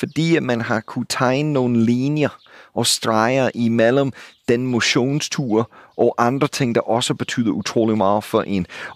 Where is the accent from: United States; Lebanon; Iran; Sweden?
United States; now in Denmark; for mig som amerikaner, jeg er boet i jeres kære land i halvdelen af mit liv nu, jeres tankstationer lignede ikke en amerikansk tankstation for 20 år siden.